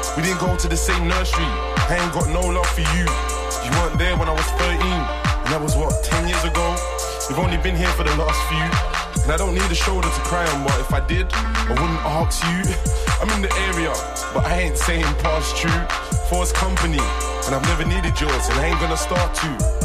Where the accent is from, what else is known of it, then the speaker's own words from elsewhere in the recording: London, United Kingdom; E14. I'm from East Side, London.